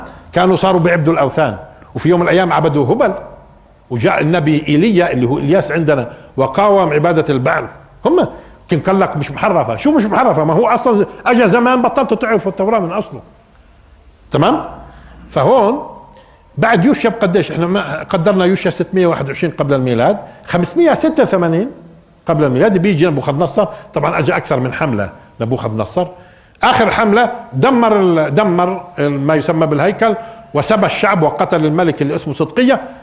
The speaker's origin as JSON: {"language": "Arabic", "country": "Palestine", "said": "على فكره بيعنينا شوي احنا كفلسطينيين"}